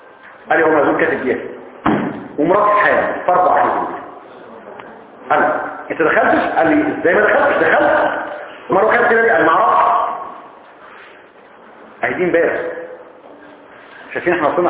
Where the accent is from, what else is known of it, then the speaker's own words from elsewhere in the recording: Egypt; احنا كمصريين اساتذة لحظة